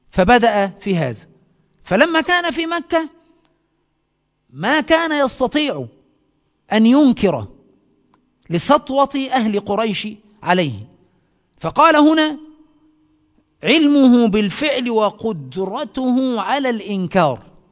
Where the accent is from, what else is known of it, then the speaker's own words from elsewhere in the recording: Egypt; عندنا في مصر تسمى السحلية